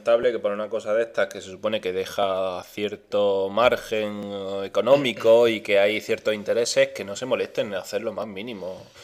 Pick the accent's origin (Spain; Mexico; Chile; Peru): Spain; como buen español